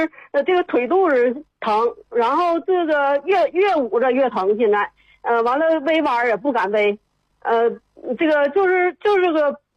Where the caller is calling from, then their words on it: Shenyang, Liaoning, China; 我沈阳的。